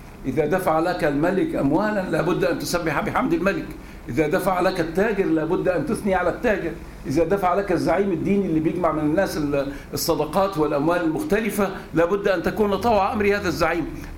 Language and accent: Arabic; Egypt; بنقول احنا مصريين ضد التبعية